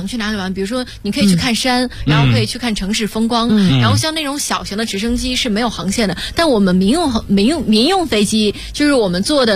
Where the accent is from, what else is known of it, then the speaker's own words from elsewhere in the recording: China; 他们就知道我是中国人